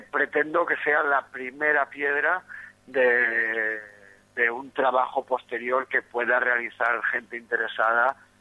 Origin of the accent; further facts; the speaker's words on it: Barcelona, Catalonia, Spain; Soy de Barcelona, tengo 46 tacos, he estado siempre desde muy joven involucrado en el movimiento musical alternativo, pues desde los años 80, la movida punk y todo esto. Activista libertario